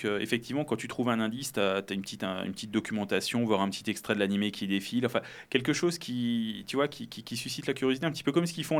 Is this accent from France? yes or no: yes; Mulhouse, Grand Est, France; Donc, moi, je viens de Mulhouse.